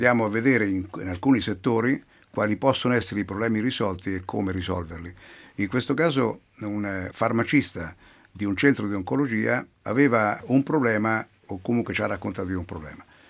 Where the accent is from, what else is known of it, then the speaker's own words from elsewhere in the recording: Marche, Italy; siamo dei buoni osservatori come marchigiani